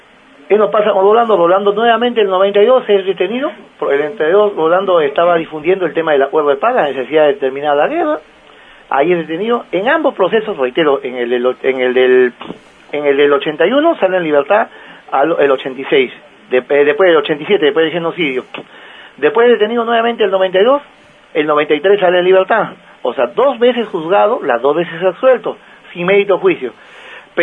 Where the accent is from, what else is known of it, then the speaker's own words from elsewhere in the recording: Peru; now in Buenos Aires, Argentina; acá yo soy ciudadano peruano, pero vivo en Flores, en Buenos Aires